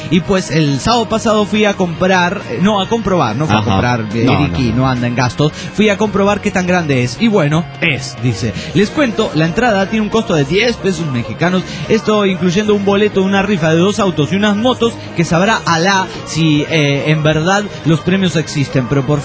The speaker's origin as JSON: {"language": "Spanish", "town": "Pénjamo", "region": "Guanajuato", "country": "Mexico", "said": "espero que también manden un saludo a mi pueblo. Maricel, un saludo para el pueblo de Pénjamo, ahí en Guanajuato, México."}